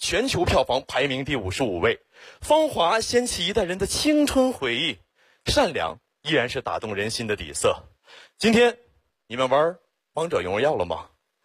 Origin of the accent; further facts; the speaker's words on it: Xiong'an, Hebei, China; 土生土长的雄安人，从小在那长大。